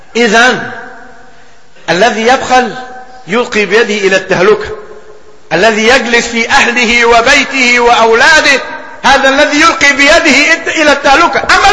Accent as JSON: {"language": "Arabic", "country": "Egypt", "said": "ولكن طرأت ظروف في بلدنا مصر."}